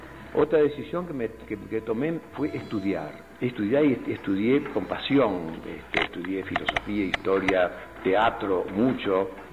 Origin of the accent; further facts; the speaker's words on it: Montevideo, Uruguay; born there; also born or lived in Buenos Aires, Argentina; yo soy nacido en Montevideo, y también soy porteño. Y tengo las dos ciudadanías, porque mi madre es argentina y mi padre era uruguayo. A los 6 años hice mi primer viaje solo de Montevideo a Buenos Aires